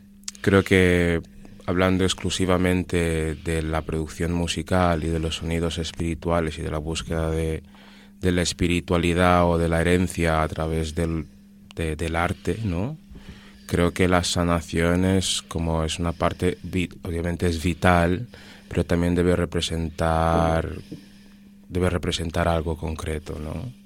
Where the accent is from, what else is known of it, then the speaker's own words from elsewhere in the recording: Annobón, Equatorial Guinea; en mi caso, soy, por un lado, soy anobonés y por otro lado soy bubi.